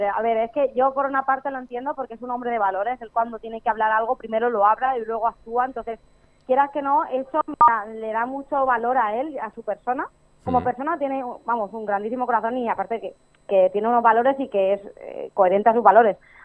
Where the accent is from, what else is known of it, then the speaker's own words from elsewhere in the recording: Albacete, Castilla-La Mancha, Spain; now in Valencia, Spain; me cambié de ciudad, yo soy de Albacete, ahora estoy viviendo en Valencia.